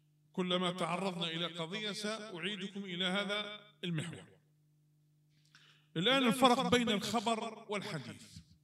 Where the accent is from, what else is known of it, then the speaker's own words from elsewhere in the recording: Morocco; واحد مات عندنا في المغرب